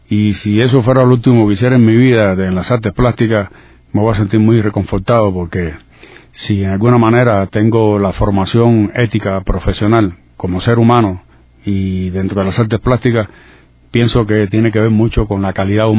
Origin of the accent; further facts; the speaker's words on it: Sagua la Grande, Villa Clara, Cuba; mis inicios en este arte vienen de la ciudad natal, que soy de Sao de la Grande, centro norte de la actual provincia de Villa Clara.